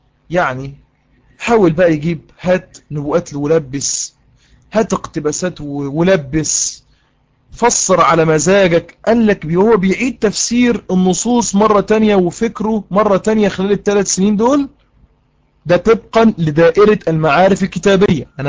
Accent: Egypt; احنا عندنا في مصر القاتل بيتعدم

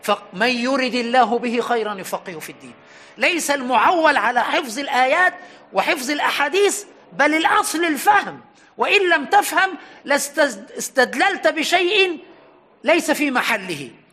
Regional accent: Aswan, Aswan Governorate, Egypt; يعني وأنا صغير في أسوان كانت هناك بقرة ركبت عليها

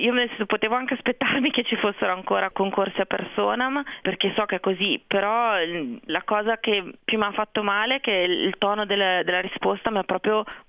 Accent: Genoa, Liguria, Italy; perché io vengo da Genova, i genovesi sono un po' orsi

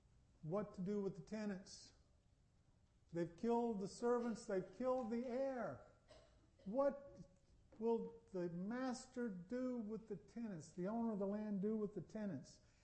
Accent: North Carolina, United States; I'm from North Carolina. I'd rather be from North Carolina than any place else I can think of. And I'd rather stay in North Carolina than any place else I can think of except heaven.

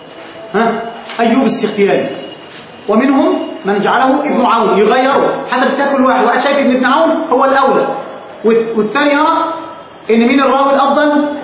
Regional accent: Egypt; احنا نستعملها كده واحنا مصريين

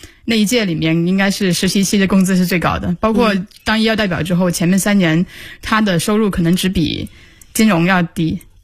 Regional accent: South China, China; 因为我是一直希望回南方的，我是南方人嘛，所以是奔着回南方去的

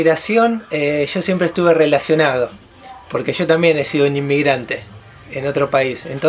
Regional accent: Argentina; moved away; hasta el 2001 viví en mi país, tuve que, digamos, cultivarme y absorber toda lo que es la cultura argentina.

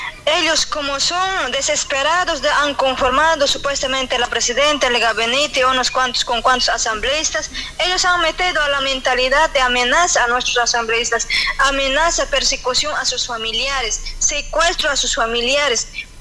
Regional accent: Bolivia; Somos bolivianos, hombres y mujeres, tenemos derecho

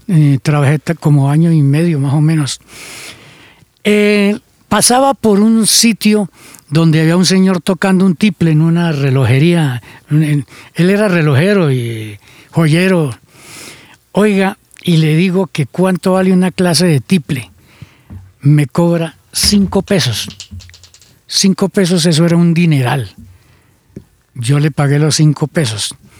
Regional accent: Chiquinquirá, Boyacá, Colombia; los primeros amores fueron en mi pueblo, en Chiquinquirá

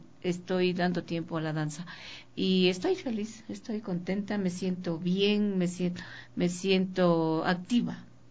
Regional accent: Puyo, Pastaza, Ecuador; yo soy del Oriente, yo soy del Puyo, y yo allá conformaba un grupo de danza.

